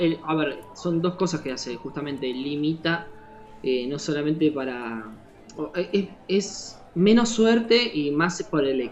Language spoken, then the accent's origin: Spanish; Argentina; nosotros somos, no sé si la mayoría que nos escucha somos argentinos y vamos a empezar a crear palabras de la nada.